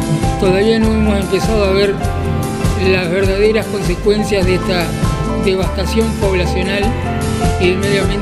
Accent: Basavilbaso, Entre Ríos, Argentina; Soy de Basavilbaso, Entre Ríos.

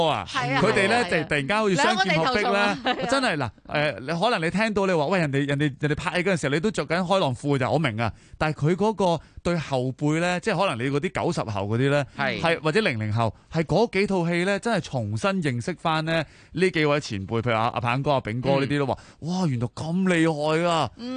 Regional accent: Hong Kong

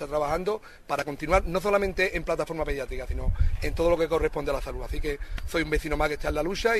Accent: Ubrique, Andalusia, Spain; es decir que soy de Ubrique y lo principal es mirar por mi pueblo.

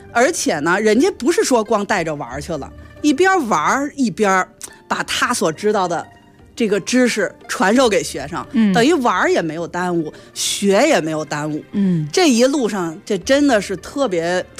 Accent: Beijing, China; accent: Beijing

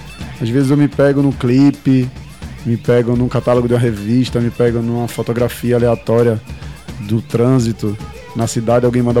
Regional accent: Pernambuco, Brazil; Eu, como um bom pernambucano que sou, eu tenho que pôr um som da gente aqui

